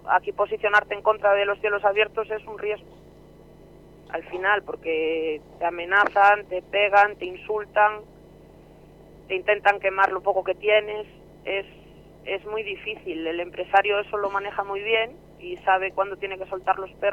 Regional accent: Castile and León, Spain; yo soy de la Ciana y llevamos toda la vida en contra de los cielos abiertos.

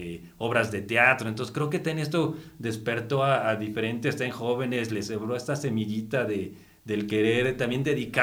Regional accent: Tenango del Aire, State of Mexico, Mexico; No, yo nací en la Ciudad de México, pero bueno, desde muy pequeño también me fui a vivir a Tenango del Aire.

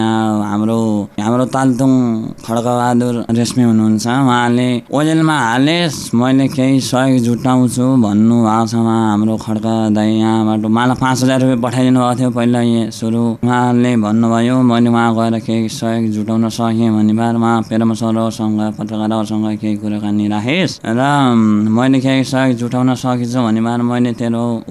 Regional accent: Gulmi, Lumbini Province, Nepal; हस्तिचौर 6 गुल्मी, तारा झिनेटा हो मेरो घर।

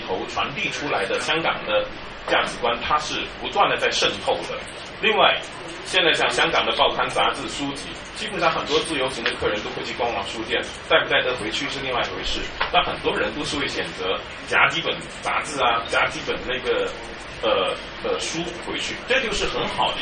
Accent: Guangdong, China; 这点作为我广东人我感受会很明显

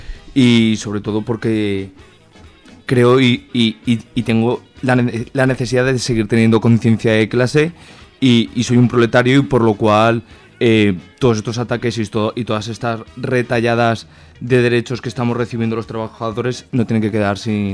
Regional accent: Aragon, Spain; yo como independentista aragonés, uno de los motivos por los que voy a hacer huelga es por la necesidad de crear una soberanía económica y laboral en el pueblo aragonés

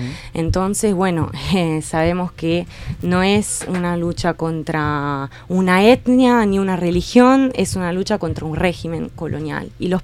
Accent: Italy; Yo soy italiana, pero abrazo muchísimo este pensamiento anticolonial, anti-eurocéntrico

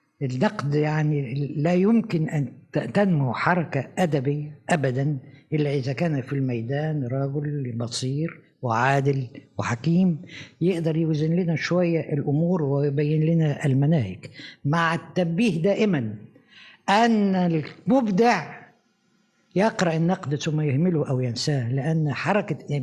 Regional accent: Egypt; أنا لما جيت من مصر لروما هنزيل عليه، ده أنا عندي عمارة أهم منكم 100 مرة

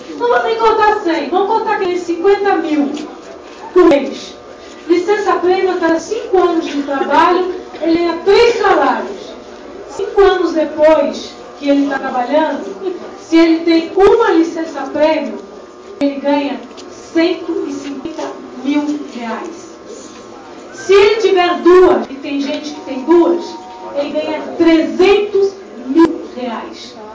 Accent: Cubatão, São Paulo, Brazil; born there; Eu, como disse, eu nasci em Cubatão.

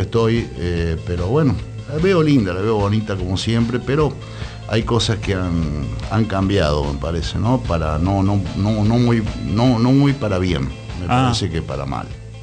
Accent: Buenos Aires, Argentina; born there; now in Córdoba, Argentina; yo nací en Buenos Aires y en los años 73 me fui a vivir a Córdoba con mis padres y ahí establecí, bueno, mis estudios

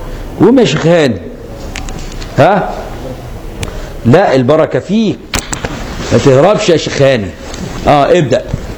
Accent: Egypt; فانا مصري وماليزي

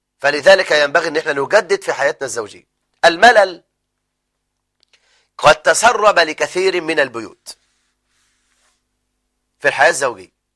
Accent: Egypt

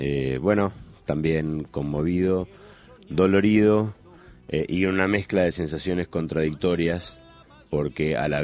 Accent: Uruguay; now in Argentina; como latinoamericano, como uruguayo, que vive en la Argentina desde hace mucho tiempo

